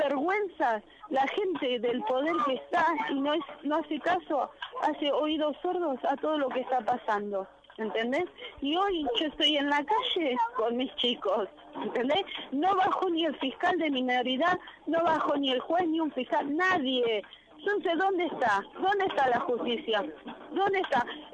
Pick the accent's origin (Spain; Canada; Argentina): Argentina; Moreno, Buenos Aires Province; me da vergüenza decir que soy de Moreno, me da vergüenza.